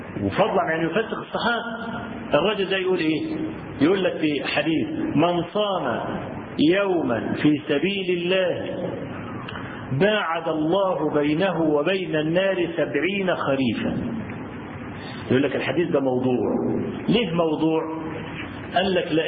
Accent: Egypt; انا اذكر لكم حكايه حصلت عندنا في مصر

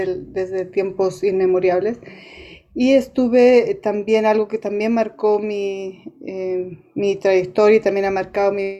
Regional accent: Bolivia; en este minuto no tengo una adscripción con una comunidad indígena, pero también asumiendo que como boliviana soy una mujer que tiene una herencia cultural indígena de parte de mis abuelos, como también tiene una herencia cultural hispana.

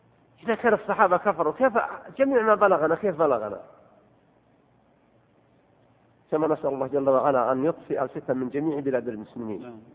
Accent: Saudi Arabia; أن يصلح حالنا وحال بلادنا المملكة العربية السعودية

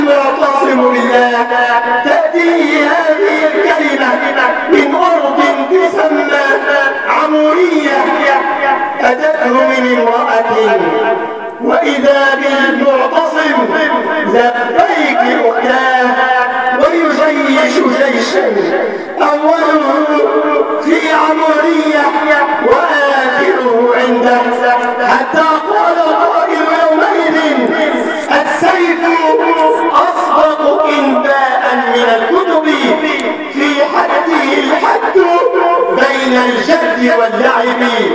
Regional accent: Egypt; واجعل بلدنا مصر بلد أمن وأمان

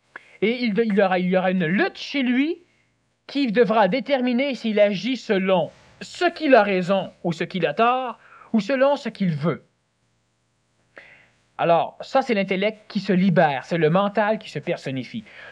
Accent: Quebec, Canada; Je suis né Québécois parce que c'est une terre privilégiée.

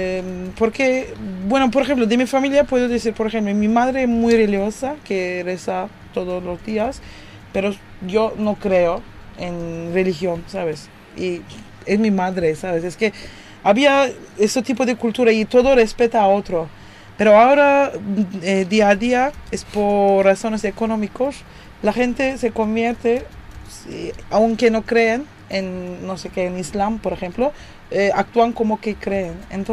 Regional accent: Turkey; porque también vivimos en Turquía, somos turcos

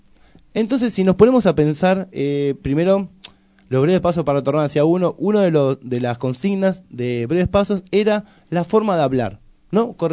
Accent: Argentina; Todos somos toda Argentina y hablamos en yankee.

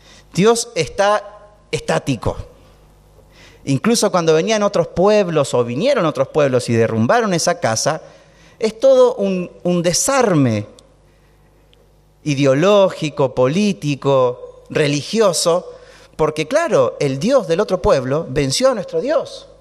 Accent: Chile; somos chilenos con mi esposa, así que todo el tiempo la cordillera la transitamos en avión o caminando

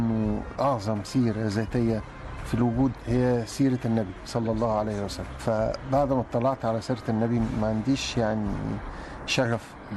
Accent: Egypt; موجودين عندنا في مصر يعني.

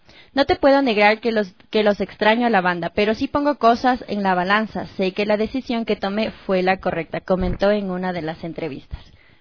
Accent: Ecuador; Como somos ecuatorianos, hacemos todo última hora, estamos haciendo deberes

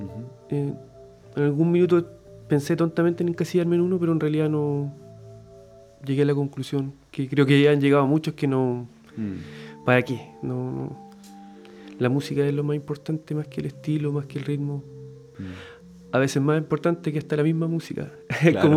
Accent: Concepción, Biobío, Chile; Yo soy nacido y malcriado acá en Concepción. No me he movido de acá.

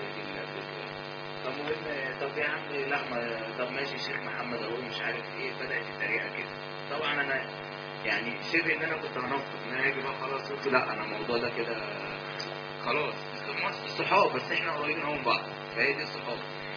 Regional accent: Cairo, Cairo Governorate, Egypt; بالمناسبه انا من القاهره

